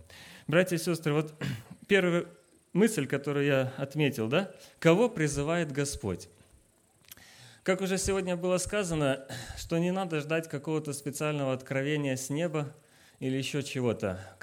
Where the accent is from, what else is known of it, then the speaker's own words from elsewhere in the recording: Crimea, Ukraine; now in Mongolia; Я сейчас живу с семьей в Монголии. Переехали мы из Украины. Родился и вырос я в Крыму. А жена у меня из Украины, и мы в прошлом году, в июне месяце, уехали в Монголию, и сейчас трудимся там, вот уже второй год живем в Монголии.